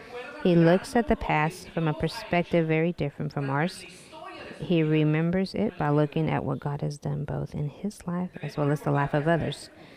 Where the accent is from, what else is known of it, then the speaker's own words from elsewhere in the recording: El Salvador; But it was during my time growing up in El Salvador.